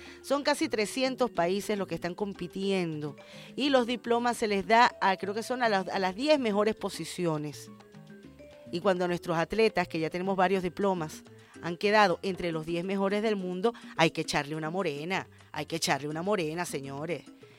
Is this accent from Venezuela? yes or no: yes; Venezuela; soy de Venezuela.